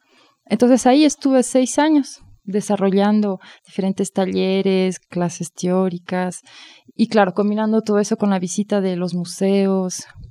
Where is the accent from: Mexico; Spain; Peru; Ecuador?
Ecuador; Quito, Pichincha; moved away as an adult; Yo nací en Quito en 1974, y toda mi infancia y adolescencia la pasé en Ecuador. Y a los 18 años salí para París, después del colegio.